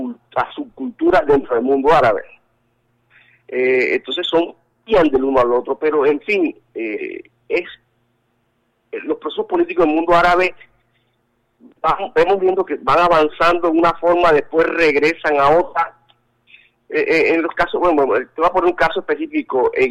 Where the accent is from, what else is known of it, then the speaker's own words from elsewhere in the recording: Colombia; puedo decir que soy un colombo árabe, no puedo decir que soy solamente un colombiano, soy colombo árabe